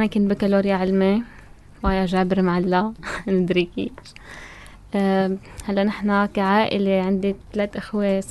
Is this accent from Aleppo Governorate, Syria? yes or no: no; Tartus, Tartus Governorate, Syria; لا أنا ساكنة بطرطوس من صغري